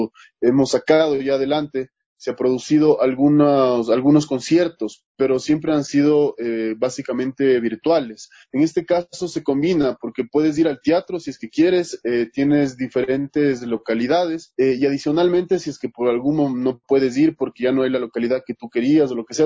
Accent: Quito, Pichincha, Ecuador; como quiteños, en mi caso, que tengo además un legado lojano bastante fuerte por mi familia

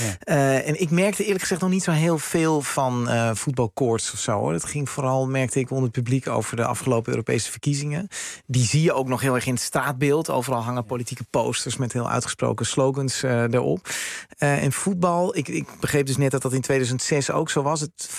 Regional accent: Netherlands; En dan kon ik eigenlijk als Nederlander een beetje met DD over hun voetbal praten.

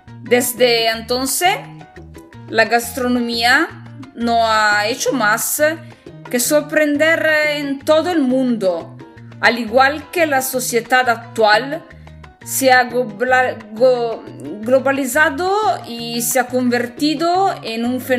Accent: northern Italy, Italy; Spanish is a second language; soy italiana, del norte de Italia, y me encanta mucho el idioma español que estoy aprendiendo por mismo.

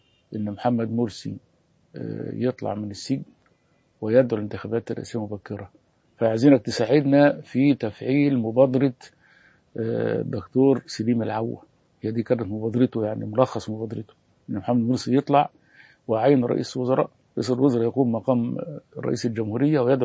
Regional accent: Alexandria, Alexandria Governorate, Egypt; واحنا اساسا من اسكندريه

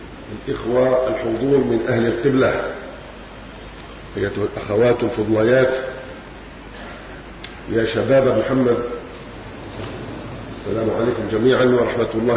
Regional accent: Algeria; إذ لسورية الحبيبة في قلوبنا نحن أبناء الجزائر مكانة عالية

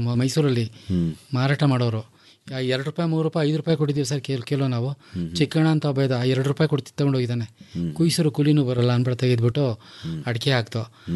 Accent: Karnataka, India; ವಂಗರುಳ್ಳಿ ಅಂತ ಬರುತ್ತೆ, ಸಕಲೇಶ್ಪುರ ಪಕ್ಕ, ಅಲ್ಲಿಂದ ತರಿಸ್ತೇವೆ ಸರ್. ನಾವು ಮೂಲತಃ ಮಲೆನಾಡವರಾಗಿರಿಂದ ನಮ್ಮ ರಿಲೇಷನ್ಸ್ ಎಲ್ಲ ಹೇಳ್ಕೊಟ್ರು

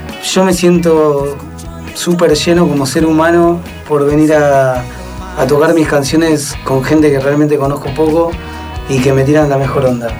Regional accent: Buenos Aires, Argentina; yo soy del Abasto de Almagro

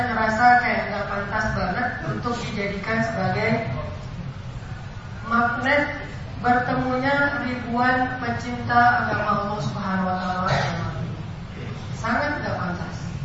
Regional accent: Aceh, Indonesia; Saya orang Sumatera, Aceh, yang dulu lagi rame-ramenya GAM.

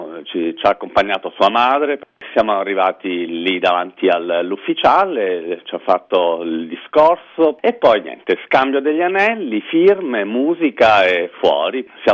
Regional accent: Calabria, Italy; now in Barcelona, Spain; Sono calabrese, vivo a Barcellona dal 98, sì, 15 anni

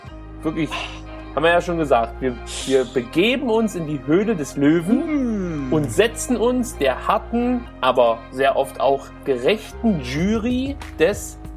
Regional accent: East Germany, Germany; Ich komme aus dem Osten und da sagen wir machen uns ein Pussing.

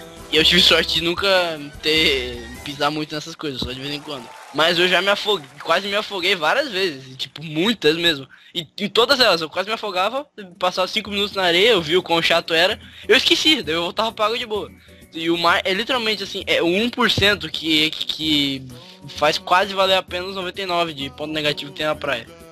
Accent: Minas Gerais, Brazil; Eu sou mineiro.

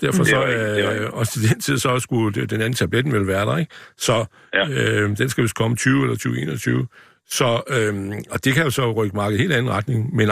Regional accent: Kolding, Region of Southern Denmark, Denmark; Jeg kommer fra Kolding, ikke?

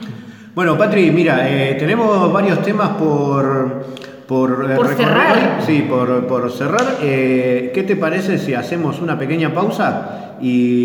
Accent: Argentina; vengo de Argentina, donde la derecha todavía sigue siendo negacionista

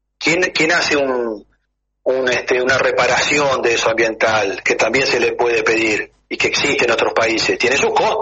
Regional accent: Uruguay; pero como uruguayo también, ¿no?

